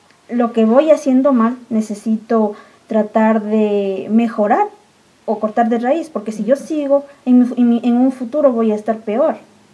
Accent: Cayambe, Pichincha, Ecuador; a mí siempre me ha gustado decir que soy de Cayambe, de donde mi mami es.

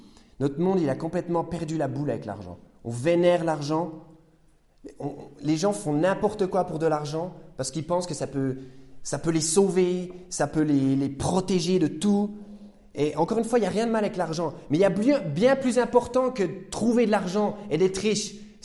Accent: Besançon, Bourgogne-Franche-Comté, France; born there; Moi, je suis né à Besançon, à la maternité, il y a une trentaine d'années

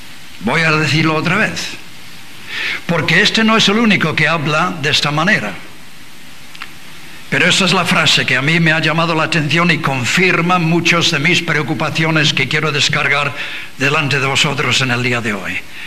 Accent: England, United Kingdom; Spanish is a second language; Yo, como inglés, no sé si bueno o malo, os voy a sacar un problema que tenemos en Inglaterra

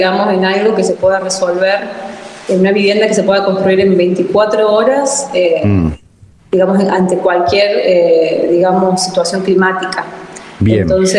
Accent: La Rioja, Argentina; also born or lived in Córdoba; me encontré de nuevo en la provincia de La Rioja. Yo soy riojana cordobesa, digamos.

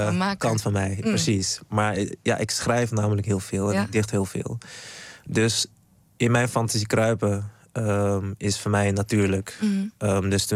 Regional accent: Suriname; Ik kom natuurlijk uit Suriname. En een van de dingen waarmee ik ben opgegroeid is bijvoorbeeld Winti.

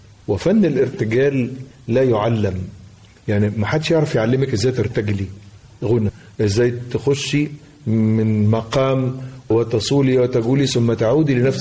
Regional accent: Tanta, Gharbia, Egypt; والحضرة عندنا في طنطا شيء كان وما زال من متلازمات الحياة لبعض الناس

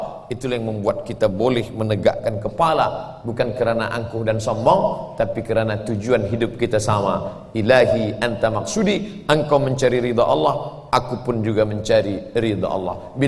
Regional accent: Sumatra, Indonesia; Saya datang jauh dari pulau Sumatera, ujung atas, pergi ke ujung atas lagi, pulau Kalimantan.

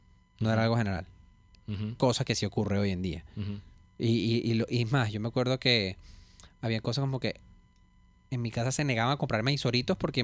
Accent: Coche, Capital District, Venezuela; yo soy de Coche y tengo mis dos abuelas, una vivía arriba y otra vive abajo, en el mismo coche.

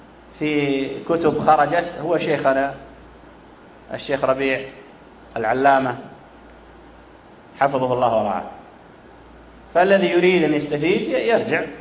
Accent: Saudi Arabia; ثم حصلت تفجيرات عندنا في السعودية كثيرة

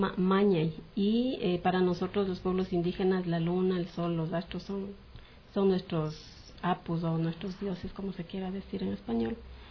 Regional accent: Ecuador; lo que somos todos los ecuatorianos, todos los latinoamericanos

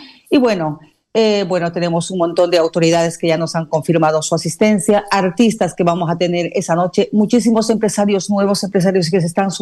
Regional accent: Bolivia; moved away as an adult; now in Barcelona, Spain; nacionalidad boliviana, ya radico aquí en la ciudad de Barcelona por lo menos unos 18 años. Y años atrás en mi país yo había hecho unos premios también parecidos a estos.

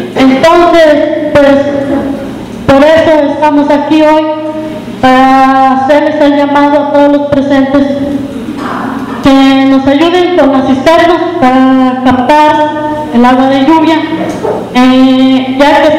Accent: San Luis de la Paz, Guanajuato, Mexico; vengo del municipio de San Luis de la Paz

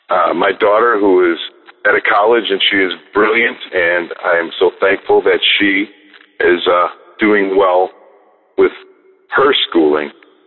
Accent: Chicago, Illinois, United States; I am from the Chicagoland area.

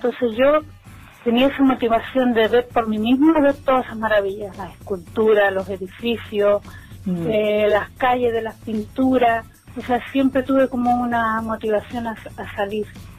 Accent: Chile; also born or lived in Netherlands; now in Spain; Cuando yo salí de Chile me fui directo a Holanda.

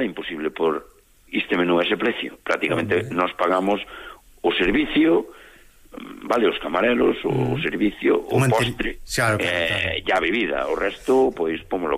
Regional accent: Lobios, Galicia, Spain; o resto somos todos de Lobios, do Concello de Lobios, vale?

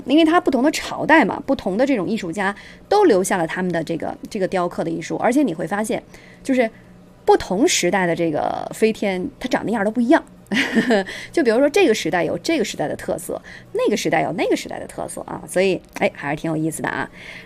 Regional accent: China; 咱们作为一个中国人吧这个了解自己国家的一些这种历史文化呀

